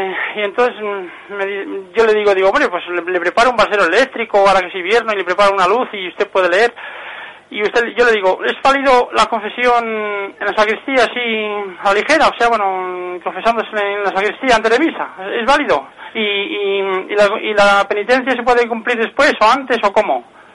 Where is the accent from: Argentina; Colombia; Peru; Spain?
Spain; Segovia, Castile and León; soy aquí de Segovia. … tengo 55 años y estoy soltero.